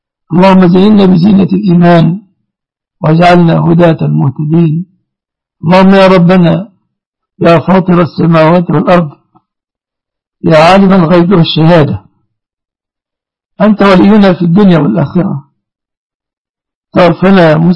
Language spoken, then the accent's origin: Arabic; Egypt; اللهم احفظ بلادنا مصر وبلاد المسلمين آمنة ومطمئنة من كل مكروه